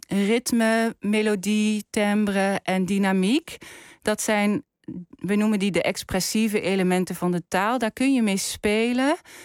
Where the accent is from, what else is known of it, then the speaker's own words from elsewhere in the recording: Maastricht, Limburg, Netherlands; Ik kom zelf uit Maastricht. En dat betekent niet dat ik nooit door mag laten klinken dat ik daar vandaan kom.